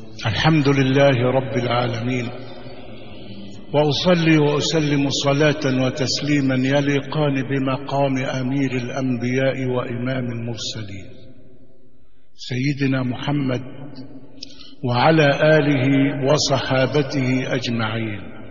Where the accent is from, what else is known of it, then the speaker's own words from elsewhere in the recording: Shubrakhit, Beheira, Egypt; born there; ولدت في مدينة شبرا خيت من محافظة البحيرة. ولدت في أسرة متوسطة الحال من بين 8 إخوة